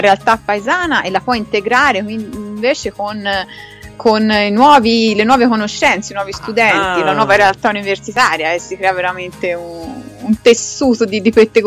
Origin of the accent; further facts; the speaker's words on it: Florence, Tuscany, Italy; perfino io che sono di Firenze me lo sono ricordato